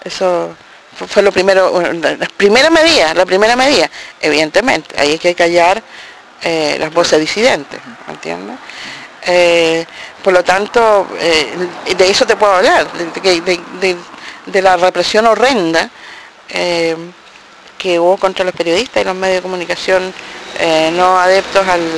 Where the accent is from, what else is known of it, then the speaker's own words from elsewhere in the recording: Chile; moved away; Y nosotros, como chilenos en el exilio, nos informábamos a través